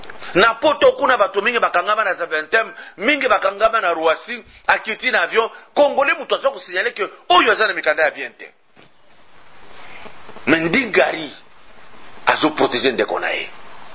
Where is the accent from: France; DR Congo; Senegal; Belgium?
DR Congo; Katanga; Quand je suis chez moi au Katanga, j'arrive à Kasumbalesa